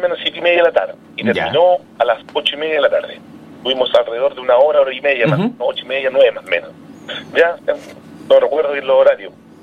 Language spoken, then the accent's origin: Spanish; Tiltil, Santiago Metropolitan Region, Chile; No, yo soy de Tiltil.